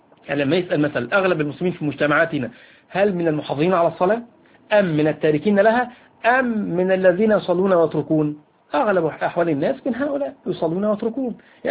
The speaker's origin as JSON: {"language": "Arabic", "country": "Egypt", "said": "وهذا أمر على فكرة منتشر فيه على الأقل عندنا في مصر"}